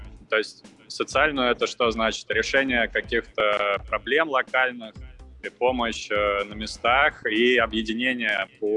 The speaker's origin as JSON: {"language": "Russian", "region": "Moscow Oblast", "country": "Russia", "tie": "born or raised there", "lives_now": "Moscow, Russia", "said": "Я родом из Подмосковья, из ближайшего, сам сейчас в Москве базируюсь"}